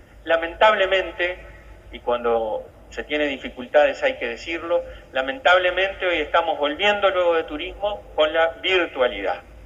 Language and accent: Spanish; Tacuarembó, Uruguay; como decimos en mi pueblo, en Tacuarembó, yo soy del interior, al mal tiempo, buena cara.